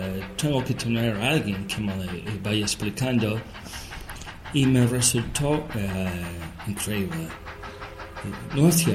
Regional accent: Buenos Aires, Argentina; Che, yo vengo de Buenos Aires y de Carro Quemado.

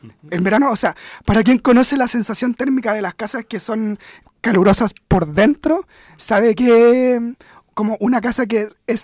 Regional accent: Renca, Santiago Metropolitan Region, Chile; Sí, soy de Renca. Me gusta ser de Renca, pero Renca no la lleva.

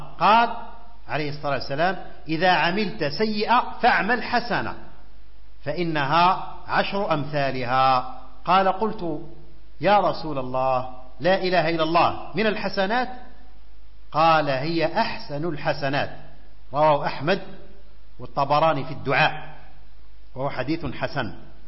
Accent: Algeria; في بلادنا الجزائر الطيبة

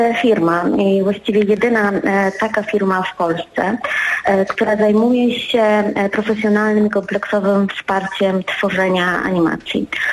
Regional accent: Łódź, Łódź Voivodeship, Poland; wszystkie jesteśmy osobami pochodzącymi z Łodzi. No, jesteśmy z Łodzi

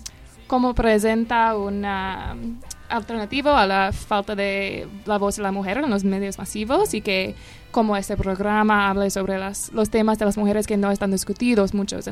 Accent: United States; now in Argentina; Sí, soy de los Estados Unidos y estoy haciendo un proyecto de investigación

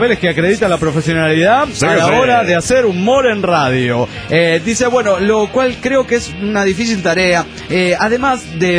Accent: Mendoza, Argentina; soy de Mendoza y soy de Argentina.

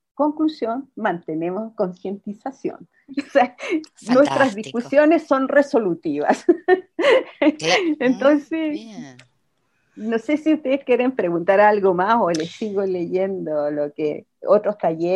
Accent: Chile; otros temas que nos significó nosotros como chilenos

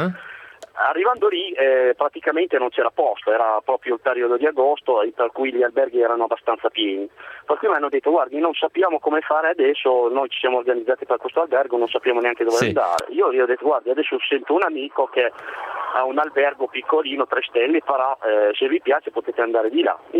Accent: Casablanca, Casablanca-Settat, Morocco; Italian is a second language; now in Italy; io vengo da Casablanca, che è una città molto molto grande

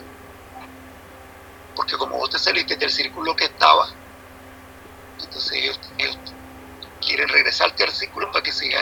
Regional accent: Nicaragua; Soy de Nicaragua.

